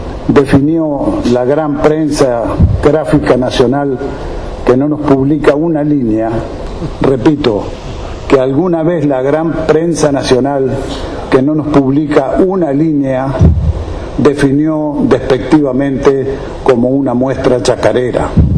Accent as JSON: {"language": "Spanish", "region": "Santa Fe", "country": "Argentina", "tie": "born there", "said": "somos de Santa Fe, estamos en Santa Fe, yo nací en Santa Fe, es una hermosísima ciudad Santa Fe, provincia Santa Fe."}